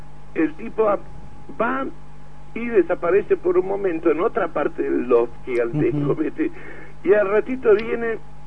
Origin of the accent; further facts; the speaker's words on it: Argentina; yo le cuento que yo soy un violero argentina